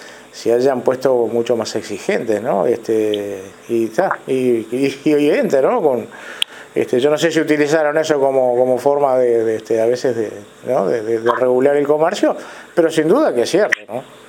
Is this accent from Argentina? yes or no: no; Uruguay; vamos arriba, como decimos uruguayos, ¿no?